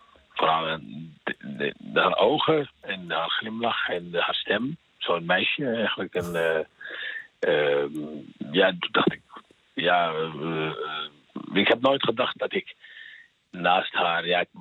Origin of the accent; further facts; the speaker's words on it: Algeria; first language French; Dutch is a second language; now in Netherlands; En ik spreek ook Frans. Ik ben Algerijn van oorsprong, dus ik sprak Frans. Dat was mijn moedertaal ook.